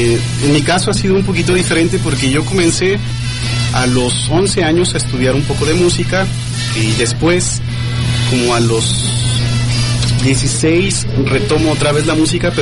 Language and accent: Spanish; Guadalajara, Jalisco, Mexico; Entonces, ¿qué nos pasa a nosotros como entidad, como tapatíos?